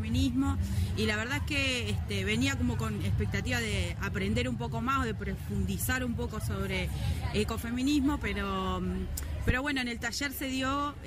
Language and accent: Spanish; Río Gallegos, Santa Cruz, Argentina; soy de Santa Cruz, de Río Gallegos